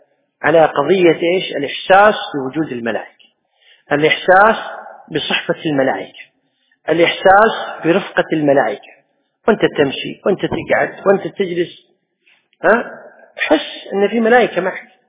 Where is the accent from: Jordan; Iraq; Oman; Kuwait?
Kuwait; اللي حنا نسميها بالعامية عندنا بالكويت